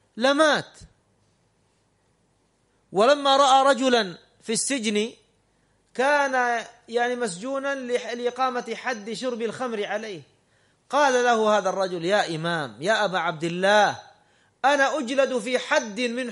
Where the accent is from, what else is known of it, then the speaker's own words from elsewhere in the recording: Saudi Arabia; هذا بعض الدعاة عندنا في السعودية وغيرهم